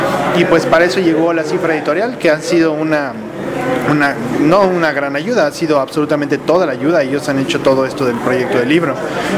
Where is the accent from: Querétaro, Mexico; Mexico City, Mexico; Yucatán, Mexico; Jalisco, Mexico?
Yucatán, Mexico; Mérida; Yo soy de Mérida, entonces era importante para mí tenerlo por allá.